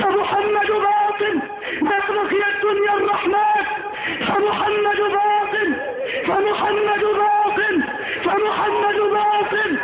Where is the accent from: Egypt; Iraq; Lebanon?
Egypt